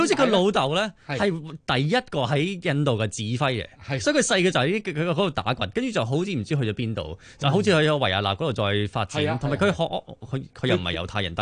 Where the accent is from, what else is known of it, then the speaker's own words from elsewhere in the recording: Malaysia; 咁喺馬來西亞一樣，其實我馬來西亞人嚟嘅，我爹哋媽咪馬來西亞人嚟嘅。